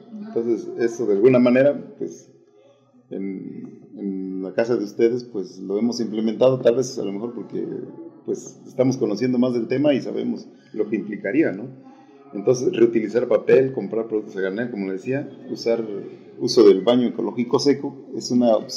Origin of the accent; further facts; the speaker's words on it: Mexico; pues como mexicanos, yo creo que a veces si no nos coaccionan tampoco nos gustan hacer las cosas por conciencia